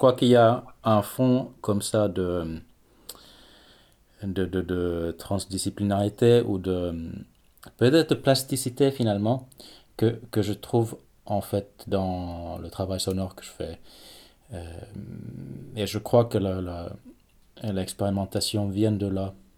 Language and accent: French; Finland; French is a second language; also born or lived in France; comme je suis rentré donc, chez moi en Finlande depuis une dizaine d'années